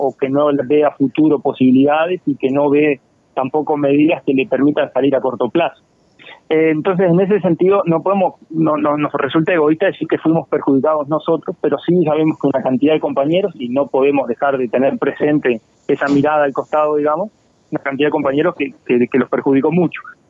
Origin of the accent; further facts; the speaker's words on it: San Gregorio de Polanco, Tacuarembó, Uruguay; Y yo soy de San Gregorio de Polanco, así que no, ninguno es de la capital